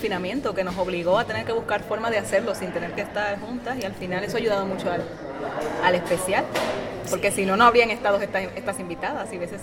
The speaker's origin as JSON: {"language": "Spanish", "country": "Dominican Republic", "said": "porque somos dominicanas y al fin y al cabo no hemos tenido que aprender el idioma."}